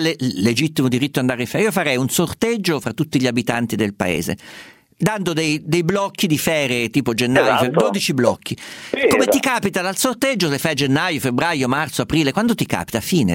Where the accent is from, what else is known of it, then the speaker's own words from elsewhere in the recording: Umbria, Italy; Guarda, io sono umbro